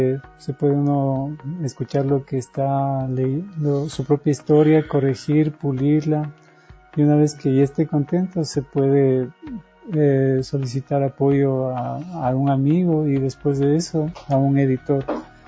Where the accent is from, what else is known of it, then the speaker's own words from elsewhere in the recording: Ecuador; Entonces, como ecuatorianos, nosotros somos extraños en tierra propia, nos olvidamos lo maravilloso que es el país.